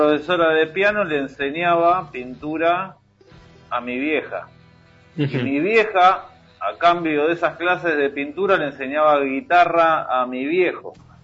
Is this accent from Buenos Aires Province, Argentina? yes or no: yes; Tigre, Buenos Aires Province, Argentina; nos criamos medio en el Tigre, en el Delta acá de, claro, de Buenos Aires.